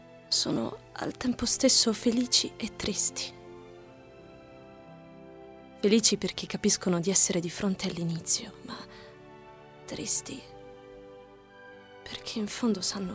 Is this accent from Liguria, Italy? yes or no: no; Bari, Apulia, Italy; ho 23 anni, e sono di Bari.